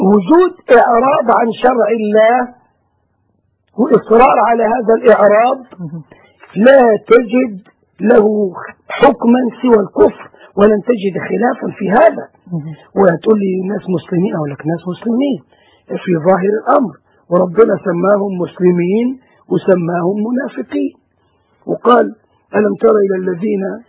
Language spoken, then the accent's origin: Arabic; Egypt; نحن كشعب مصري مسلم